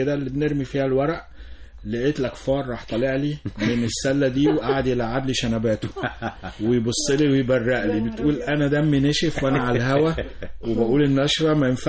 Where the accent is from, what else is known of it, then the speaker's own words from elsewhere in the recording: Cairo, Cairo Governorate, Egypt; كنا ساكنين وانا صغير في وسط البلد